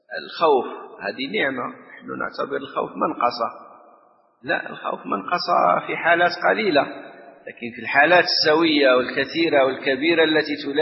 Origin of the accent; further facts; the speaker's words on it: Morocco; ونحن عندنا في المغرب